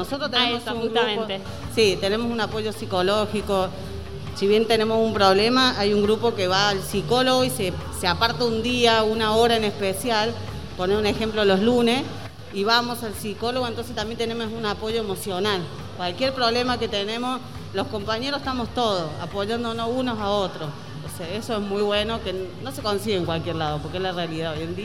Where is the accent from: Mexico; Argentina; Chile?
Argentina; Córdoba; now in Buenos Aires, Argentina; Yo soy de Córdoba, hace 13 años que vivo acá en Buenos Aires.